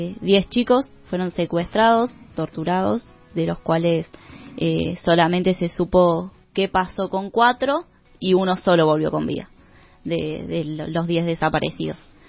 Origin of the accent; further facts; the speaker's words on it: Capilla del Monte, Córdoba, Argentina; acá de Capilla del Monte, bueno, de Las Chicharras